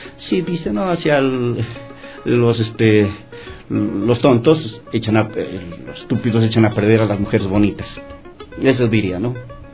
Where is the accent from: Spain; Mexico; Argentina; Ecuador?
Mexico; now in -; yo vengo de México y que estoy contento, alegre de estar en Quito.